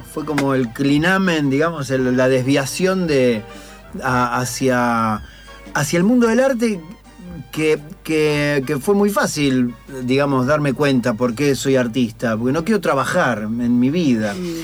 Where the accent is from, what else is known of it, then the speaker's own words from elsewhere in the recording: Munro, Buenos Aires Province, Argentina; Sí, fue muy raro, porque yo nací en Munro.